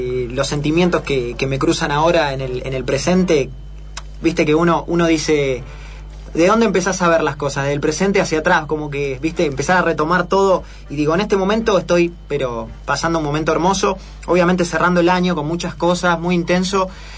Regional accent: Buenos Aires, Argentina; Los barrios como Villa Soldati, que es de donde yo vengo, tienen mucho de esos símbolos, de esos paisajes

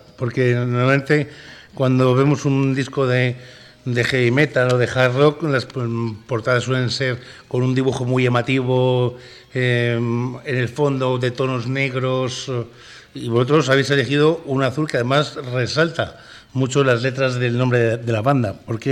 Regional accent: Traspinedo, Castile and León, Spain; Yo soy de Traspinedo, para que tengas una idea. O sea, que sí. entre castellanos anda el juego.

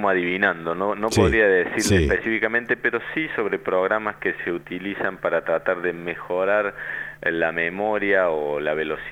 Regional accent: Argentina; esperamos que como ciudadanos argentinos, como población y demás

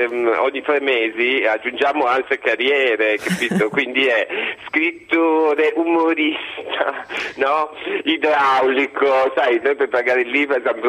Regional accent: Trieste, Friuli-Venezia Giulia, Italy; born there; Io sono nata a Trieste, sono stato a Torino, quindi frequento, come vedi, tutto l'arco alpino.

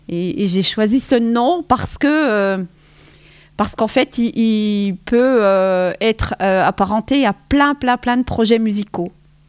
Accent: La Bresse, Grand Est, France; Je suis originaire de la Bresse. J'habite à la Bresse.

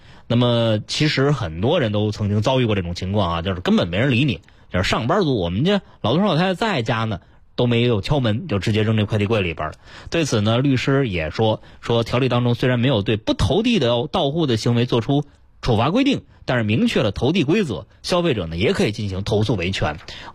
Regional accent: Beijing, China; 我们土生土长的北京人对于哪片有好吃的都非常的熟悉

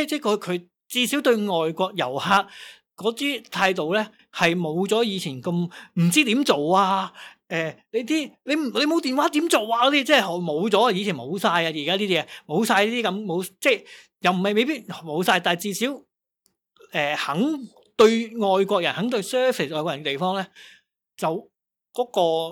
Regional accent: Hong Kong; 即系我哋香港人就冇所谓

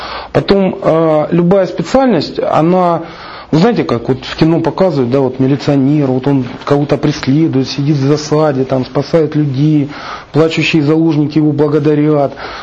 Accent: Rostov-on-Don, Rostov Oblast, Russia; я же из Ростова

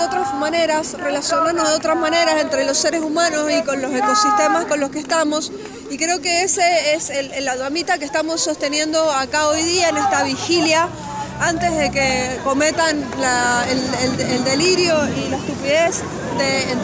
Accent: Mendoza, Argentina; acá los mendocinos y las mendocinas tendríamos que estar activadísimos porque dependemos casi exclusivamente del agua que baja de la cordillera

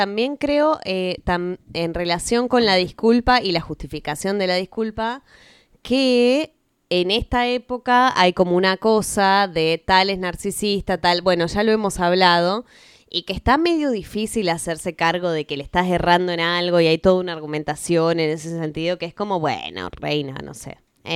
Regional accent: Buenos Aires, Argentina; quienes somos de Capital

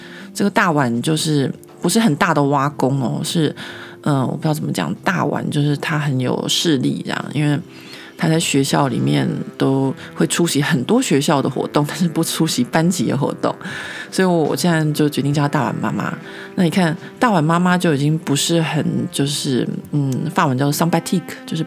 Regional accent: Taiwan; 因为我觉得这有可能是我们台湾人的性格，就是我们台湾的民主制度下面

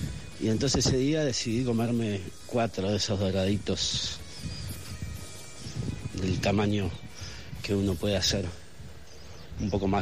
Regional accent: Concepción del Uruguay, Entre Ríos, Argentina; born there; aquí en la villa del Arroyo de la China, colonialmente renombrada Concepción del Uruguay, ciudad donde nací, en Entre Ríos

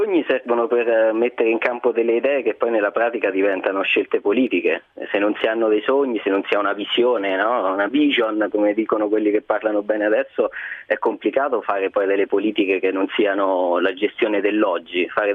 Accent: Umbria, Italy; perché sono umbro

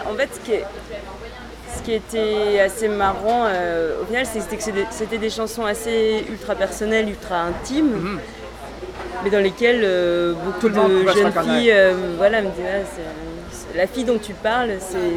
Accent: Grand Est, France; born there; now in Paris, France; Je suis née en Alsace.

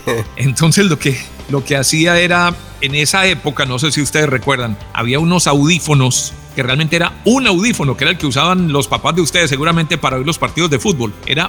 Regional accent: Colombia; moved away; also born or lived in Costa Rica; yo salí de Colombia a finales de 2016 o principios de 2017, me fui a Costa Rica

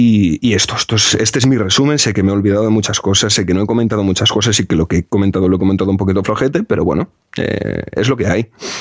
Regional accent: Galicia, Spain; Rafael Azcárraga es de Coruña, es de Galicia, es de mi tierra.

